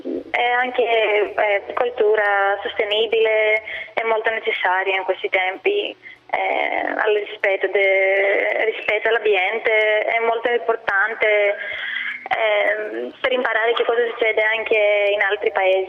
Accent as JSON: {"language": "Italian", "town": "Athens", "region": "Attica", "country": "Greece", "second_language": "Italian", "said": "Sono dalla Grecia."}